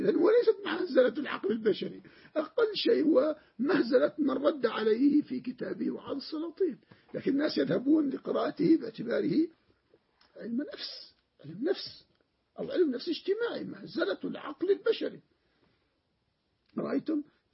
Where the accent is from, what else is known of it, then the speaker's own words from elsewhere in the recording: Jordan; عندنا في الأردن هكذا